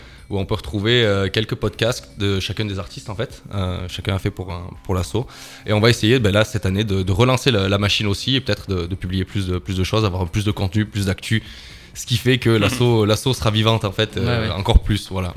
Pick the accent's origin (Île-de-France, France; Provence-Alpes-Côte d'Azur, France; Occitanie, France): Provence-Alpes-Côte d'Azur, France; Gap; moi je suis au Alpin, je viens de Gap. Je pense que vous avez un petit peu entendu l'accent.